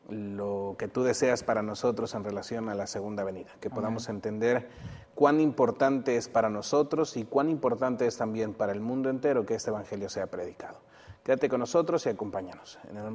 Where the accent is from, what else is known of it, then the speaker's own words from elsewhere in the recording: State of Mexico, Mexico; estudio la licenciatura en teología y vengo del Estado de México.